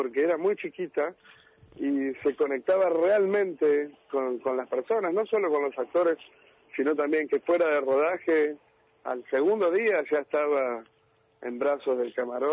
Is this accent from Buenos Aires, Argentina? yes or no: yes; Buenos Aires, Argentina; Yo soy de La Boca.